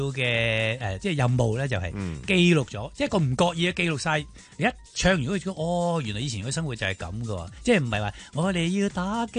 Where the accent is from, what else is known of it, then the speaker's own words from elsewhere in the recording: Guangdong, China; 呢啲就系我哋广东人最 hit